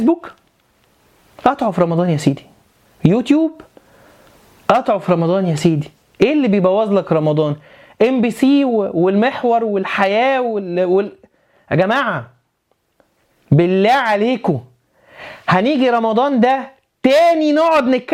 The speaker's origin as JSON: {"language": "Arabic", "town": "Alexandria", "region": "Alexandria Governorate", "country": "Egypt", "said": "وانا راجل اسكندراني وبننزل البحر، والبحر الابيض عالي"}